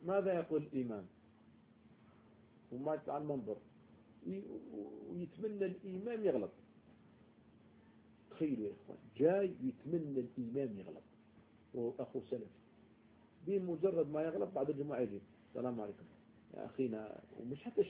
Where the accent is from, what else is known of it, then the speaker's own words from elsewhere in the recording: Algeria; احنا من الجزائر